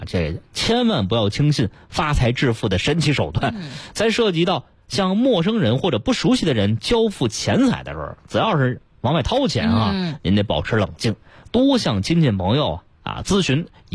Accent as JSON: {"language": "Chinese", "region": "Beijing", "country": "China", "said": "咱们北京人"}